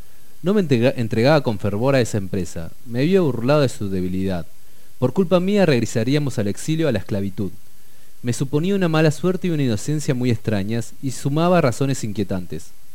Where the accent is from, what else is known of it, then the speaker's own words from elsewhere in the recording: Aluminé, Neuquén, Argentina; Mi pueblo Aluminé.